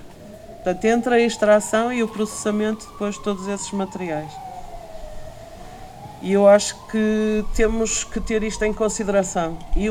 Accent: Centro, Portugal; na zona Beira Serra, de onde eu venho, temos 34 concelhos ameaçados por pedidos de prospeção.

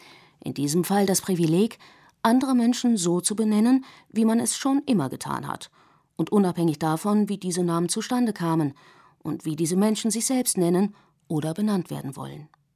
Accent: Germany; German is a second language; also born or lived in United States; Ich bin eine Amerikanerin, die in Deutschland aufgewachsen ist und den Großteil ihres Lebens hier verbracht hat. Obwohl ich in den USA geboren bin und nur die amerikanische Staatsbürgerschaft besitze, obwohl meine Muttersprache nicht Deutsch ist

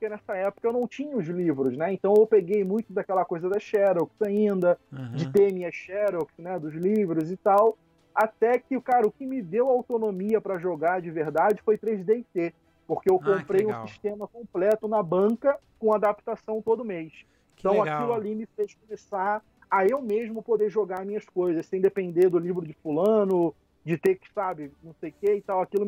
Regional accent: Saquarema, Rio de Janeiro, Brazil; Eu sou do interior do Rio, Saquarema.

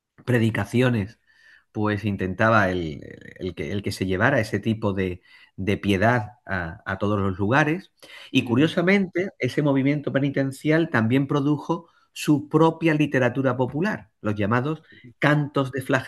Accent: Jerez de la Frontera, Andalusia, Spain; en la ciudad de donde yo soy de Jerez, aquí en la provincia de Cádiz

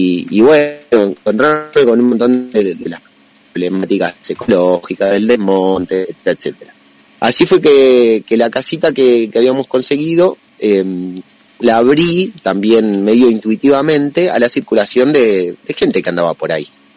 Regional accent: San Marcos Sierras, Córdoba, Argentina; Yo nací a la vera del Paraná, pero me crié acá en San Marcos Sierras. Llegué hace 41 años, cuando tenía uno nomás. Así que tuve una crianza serrana.

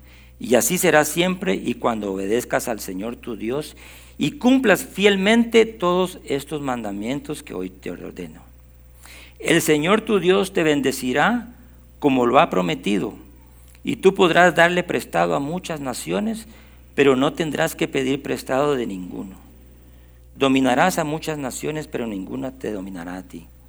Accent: Guatemala; Nosotros ya no somos guatemaltecos, vivimos aquí

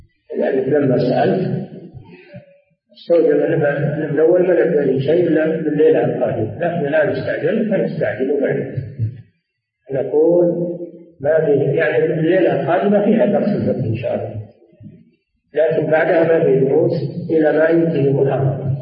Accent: Riyadh, Riyadh Province, Saudi Arabia; نزل على بلدنا الرياض ولم ينزل على البلاد الأخرى

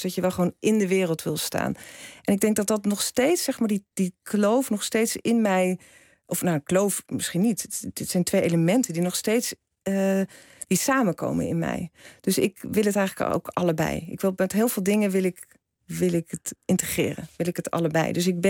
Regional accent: Rotterdam, South Holland, Netherlands; Ik groeide op in Kralingen.

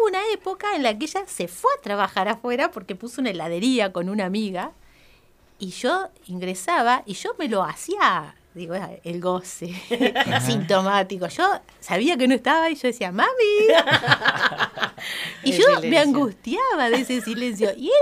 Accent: Colonia Barón, La Pampa, Argentina; Y viví me crié en Colonia Barón, yo de ahí me fui a estudiar. Yo hice toda la primaria y la secundaria en Colonia Barón

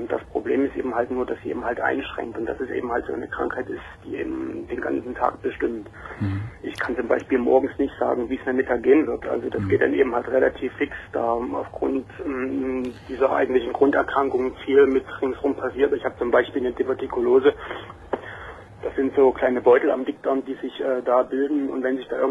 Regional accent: East Germany, Germany; born there; Ich muss jetzt sagen, ich bin in der Ex-DDR geboren.

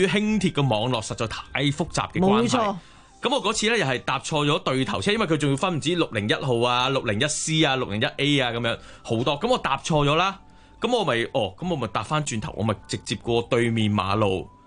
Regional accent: Hong Kong

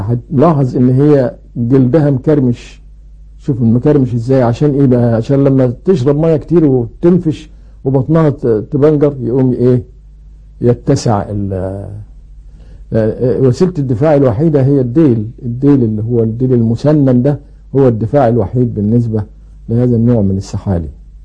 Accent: Egypt; ومن العيلة دي برضو طائر ابو اردان عندنا في مصر

